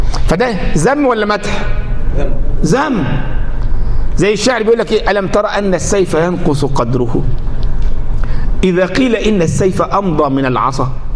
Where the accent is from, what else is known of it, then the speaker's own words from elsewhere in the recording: Upper Egypt, Egypt; احنا عندنا في الصعيد يقول لك العقول، ما يقولش العقول، العجول.